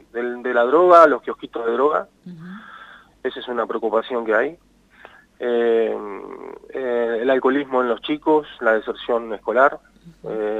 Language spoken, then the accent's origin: Spanish; Catriló, La Pampa, Argentina; also born or lived in Santa Rosa; catrilense, mi madre es de Catriló, uh-huh. Mi papá también, pero bueno, nací en Santa Rosa, una adopción media trucha en Santiago del Estero, y bueno... y me trajeron para acá, o sea, soy de acá.